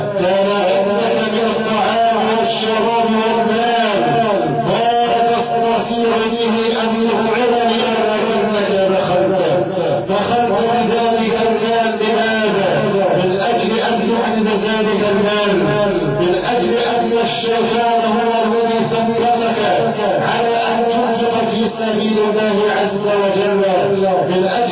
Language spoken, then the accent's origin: Arabic; Egypt; عندنا في مصر عباد الله لو كان احد الناس ياكل من المزابل